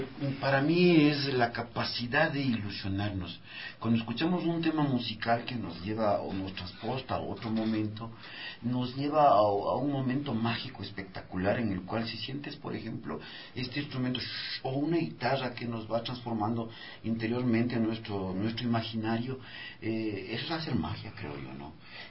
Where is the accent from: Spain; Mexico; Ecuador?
Ecuador; Yo soy un longo ecuatoriano.